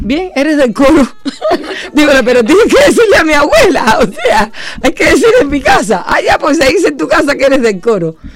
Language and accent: Spanish; Cuba; Es lo que nos define como cubanos.